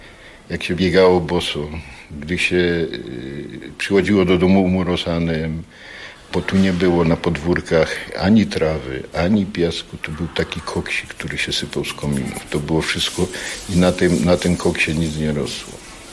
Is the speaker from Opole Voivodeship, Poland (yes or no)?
no; Katowice, Silesian Voivodeship, Poland; Ja się urodziłem na Nikiszowcu, tak trafił. Tu żyję, tu sobie mieszkam, tu robiłem, tu są moje dzieci.